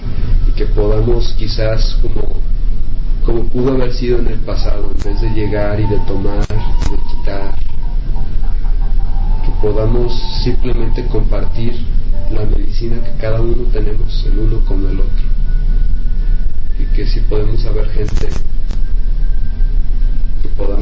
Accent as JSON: {"language": "Spanish", "country": "Mexico", "said": "pero la tengo en mi espíritu, soy mexicano, ¿sí?"}